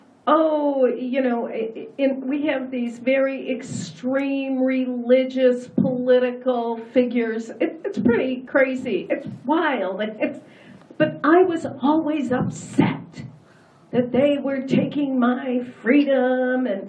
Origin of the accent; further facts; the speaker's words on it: United States; Okay, now authority was very difficult for me because I am an American